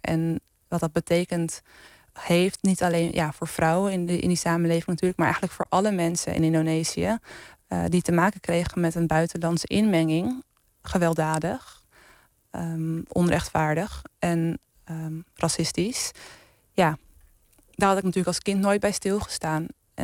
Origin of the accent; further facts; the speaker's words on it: Amsterdam, North Holland, Netherlands; Nou ja, ik ben in Amsterdam-Zuidoost opgegroeid. En in Holendrecht. En dat is een wijk waar iedereen een andere afkomst heeft, zo ongeveer.